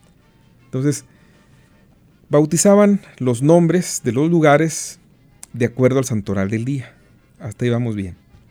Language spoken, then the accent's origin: Spanish; Santa Catarina, Nuevo León, Mexico; yo vivo en Santa Catarina, yo nací en Santa Catarina. Por el lado de mamá, uy, pues ahí tenemos anclados estos 440 y tantos años.